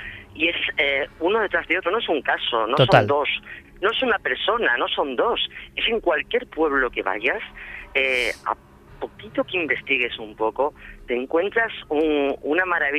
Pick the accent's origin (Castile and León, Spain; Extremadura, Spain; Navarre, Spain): Extremadura, Spain; soy extremeña, adoro mi tierra, es una tierra muy rica, como tú sabes, en tradiciones